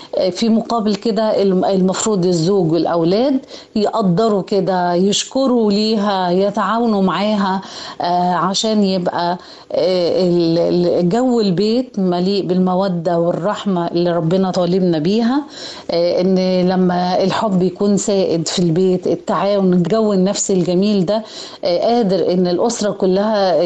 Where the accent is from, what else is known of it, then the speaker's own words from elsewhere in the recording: Egypt; نثبت لأنفسنا ولغيرنا ان احنا اسرة مصرية ناجحة